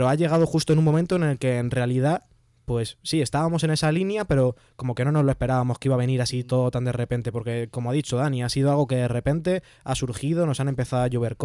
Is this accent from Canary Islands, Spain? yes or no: no; Parla, Community of Madrid, Spain; somos chavales de barrio, somos chavales de Parla, hemos nacido aquí, sabemos lo que hay